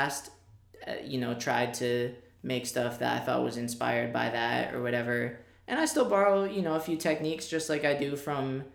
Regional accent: Bethlehem, Pennsylvania, United States; Well, I'm not from Jersey. I'm from Bethlehem, Pennsylvania

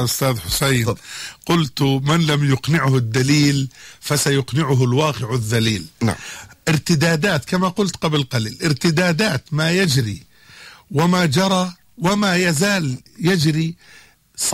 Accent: Jordan; بمعنى يعني في بلدنا الأردن نحن لا نريد أن نبعد إلى مصر

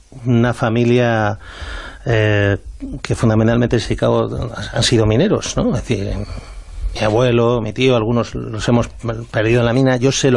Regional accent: Spain; yo me considero un patriota, me considero español

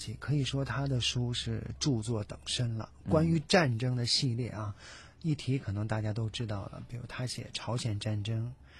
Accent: China; 那我觉得作为一个中国人来讲，如果说我们来了解自己民族在近现代历史上的一种大的事件

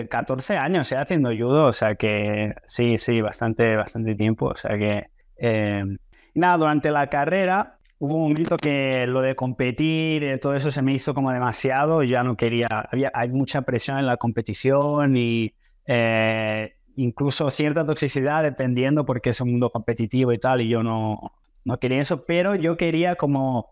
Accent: Spain; also born or lived in Brazil; soy medio brasileño, medio español. Mi madre es catalana, mi padre es brasileño. Yo en realidad nací en Brasil, pero me crié en España. Entonces, como que, bueno, tengo esa doble cultura, ¿no? Digamos, mezcla de culturas. Y en realidad yo estudié la universidad en Brasil.

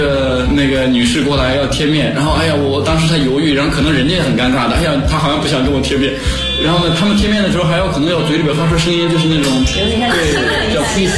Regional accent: China; 不像我们中国人可能大大咧咧不在乎，很多话你直接就说了

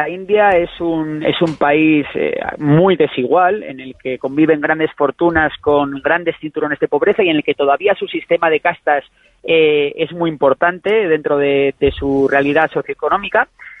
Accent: Spain; a mí me preocupa mucho de cara como persona española

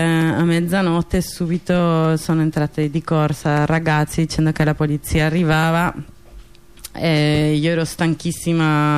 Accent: Spain; also born or lived in Paris; Io in realtà sono spagnola, ma vengo da Parigi.

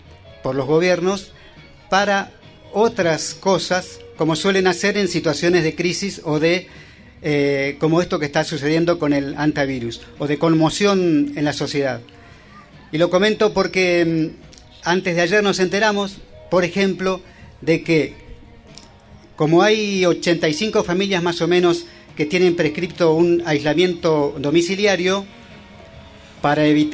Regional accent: Chubut, Argentina; ya que venimos del noroeste del Chubut

